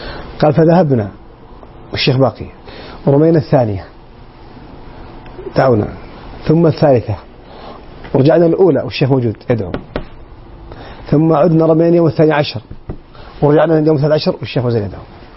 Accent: Saudi Arabia; وليس فقط في الداخل عندنا في السعودية بل في العالم عموما

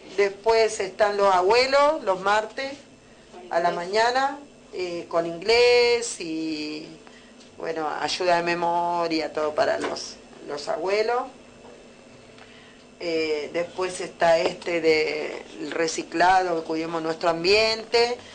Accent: Córdoba, Argentina; born there; Y yo no nací acá, porque nací en Córdoba. Pero mi mamá me trajo a los 2 meses.

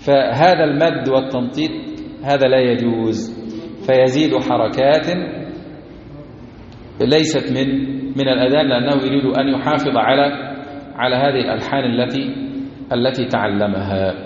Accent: Egypt; ما احنا مصريين

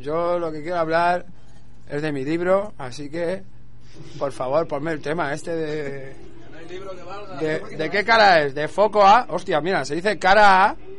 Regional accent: Balearic Islands, Spain; la verdad es que yo vengo de Mallorca

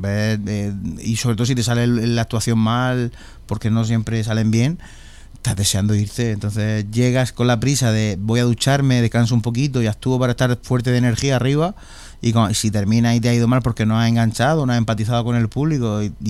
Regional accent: Murcia, Region of Murcia, Spain; Venimos de Sevilla, bueno, soy de Murcia, pero hemos hecho rutita y la ruta tenía que pasar por Sevilla.

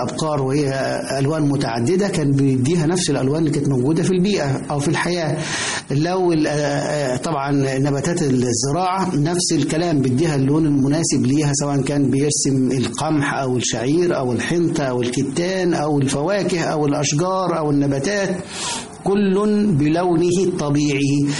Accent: Egypt; ولا تزال هذه الفكرة موجودة لدينا كمصريين، مصر هي أحسن بلد في العالم بالنسبة لنا

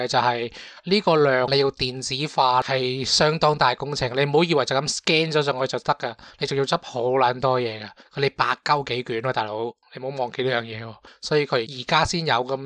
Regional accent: Hong Kong; 都即系唔似我哋香港人咁中意讲嘢啦

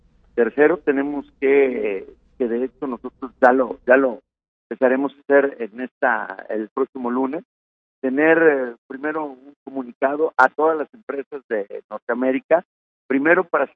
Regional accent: Mexico; claro que los mexicanos unidos podemos lograr lo imposible

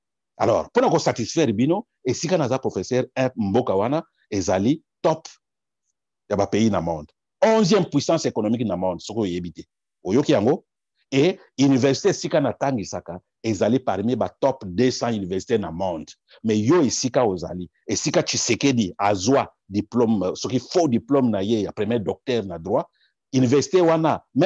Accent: DR Congo; Je ne suis pas, je suis congolais, mais je ne suis pas professeur na Congo.

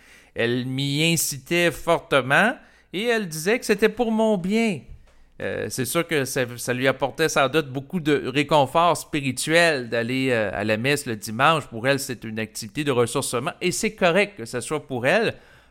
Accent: Quebec, Canada; je suis un Québécois qui a grandi dans une culture canadienne-française où les gens étaient à majorité catholiques.

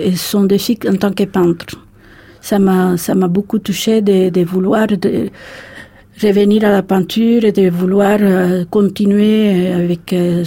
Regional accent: Havana, Cuba; now in Paris, France; c'est vrai que j'aime beaucoup Paris, mais ma ville natale me manque beaucoup plus.

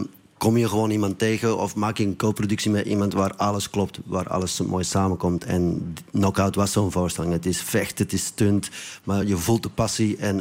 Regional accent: Belgium; Ik ben Belg, zoals u waarschijnlijk nog een beetje

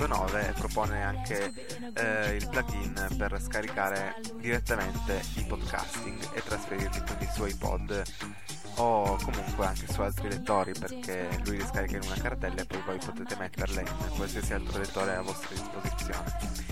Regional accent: Turin, Piedmont, Italy; sono di Torino, ho 17 anni e la mia passione principale è l'informatica, la musica e il cinema.

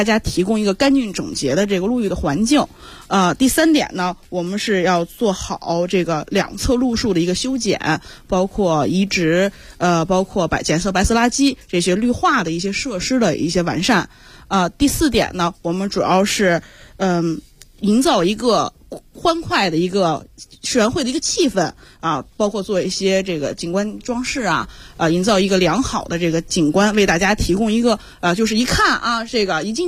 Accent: Zhangjiakou, Hebei, China; 张家口人。

